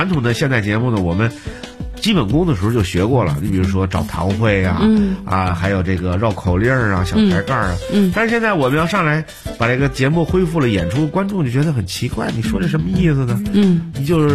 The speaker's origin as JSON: {"language": "Chinese", "region": "Sichuan", "country": "China", "said": "四川普通话，因为我们四川方言太多了。"}